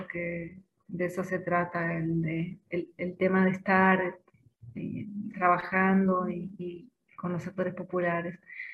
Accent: Jujuy, Argentina; soy de Jujuy.

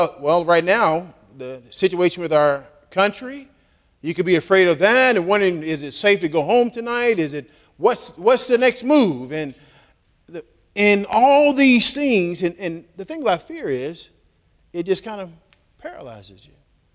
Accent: Texas, United States; I'm from Texas, so I guess it's coming out tonight.

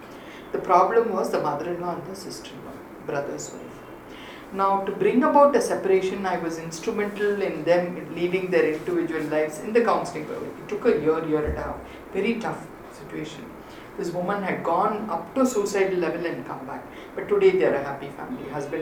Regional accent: South India, India; as an Indian and somebody who's born and brought up in South India

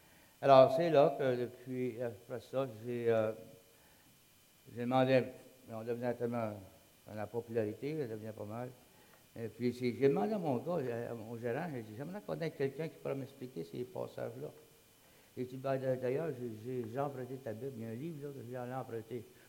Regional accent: Sherbrooke, Quebec, Canada; Et puis moi, je viens de Sherbrooke.

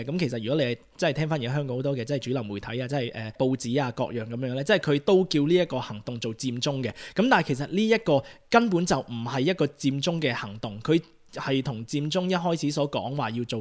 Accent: Australia; also born or lived in Hong Kong; 即係我喺澳洲大啦，我時常都要同啲西人解釋咧，就係話，即係我身為一個香港人咧

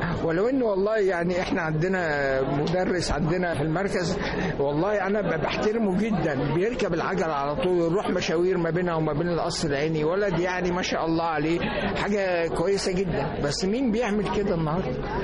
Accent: Egypt; دي مش موجوده عندنا في مصر

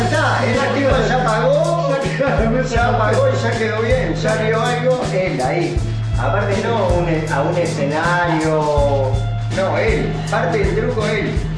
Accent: Uruguay; y como uruguayos consumidores y turistas

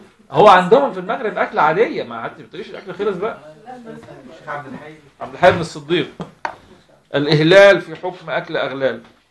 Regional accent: Alexandria, Alexandria Governorate, Egypt; عندنا في اسكندريه بنشوفه في الجناين وبتاع.

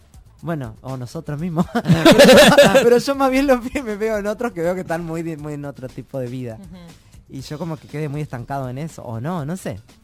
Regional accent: Tacuarembó, Uruguay; nunca la había presentado en mi pueblo, que es en Tacuarembó, en mi ciudad.

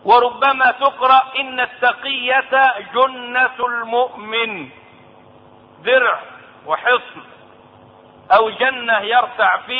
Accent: Egypt; ومن قريب سمعت داعيتهم المزعوم عندنا في مصر

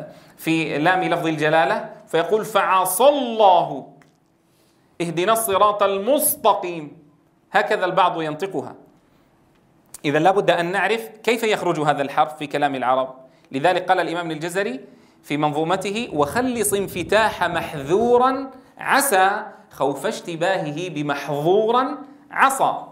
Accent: Syria; بعض كبار السن عندنا في سوريا الذين يعني لم يتدرب في على قراءة القرآن الكريم فصيحا

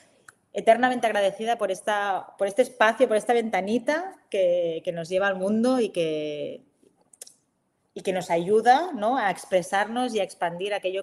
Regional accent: Barcelona, Catalonia, Spain; ella vivía en Barcelona, porque yo soy de Barcelona

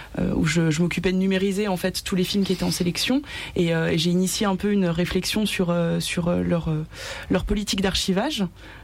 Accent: Annecy, Auvergne-Rhône-Alpes, France; Je viens d'Annecy, je suis née à Annecy.

